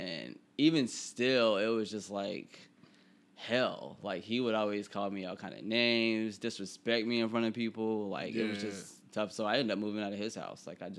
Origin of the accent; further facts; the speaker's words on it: Bible Belt, United States; I mean I grew up in the Bible Belt, so yeah